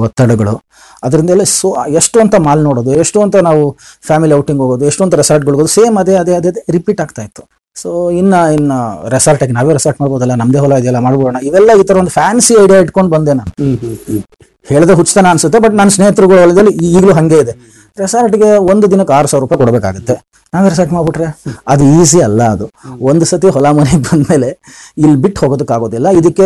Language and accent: Kannada; Bangalore, Karnataka, India; ನಮ್ಮ ತಂದೆಯವರು ಉದ್ಯೋಗ ನಡೆಸಿ ಬೆಂಗಳೂರಿಗೆ ಬಂದ್ರು, ಕಸ್ಟಮ್ಸ್ ಅಲ್ಲಿ ಅವರು ಗೆಸ್ಟ್ ಆಫೀಸರ್ ಆಗಿ ಕೆಲಸ ಮಾಡಿದ್ರು. ಮತ್ತೆ ನಾವು ಹುಟ್ಟಿದ್ದು ಬೆಳೆದಿದ್ದೆಲ್ಲ ಬೆಂಗಳೂರಲ್ಲೇ.